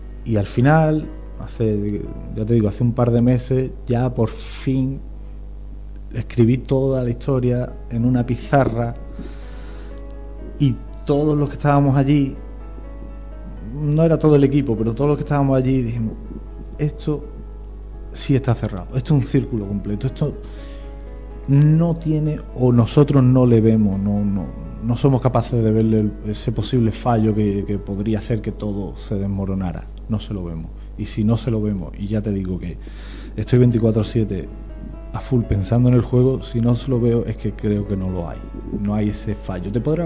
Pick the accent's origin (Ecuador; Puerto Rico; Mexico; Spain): Spain; La Puebla de Cazalla, Andalusia; y en mi pueblo, en la Puebla de Cazalla, hubo un pequeño terremoto.